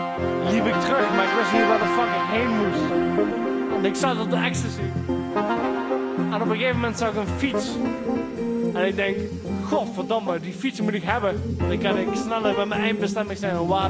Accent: Amsterdam, North Holland, Netherlands; Ik ben echt Amsterdammer, joh.

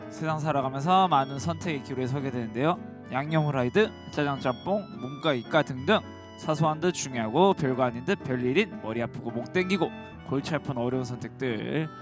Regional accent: Gangwon, South Korea; 강원도 출신이라 네.

